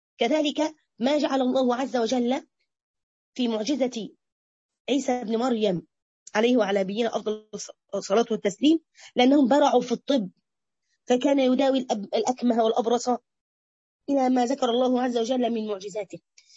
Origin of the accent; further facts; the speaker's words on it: Egypt; عندنا في مصر بس على فكرة سبحان الله